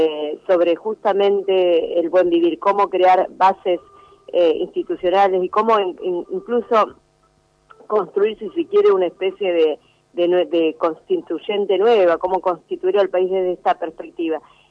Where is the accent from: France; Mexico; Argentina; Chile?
Argentina; Chubut; yo vengo de la provincia de Chubut, de la cordillera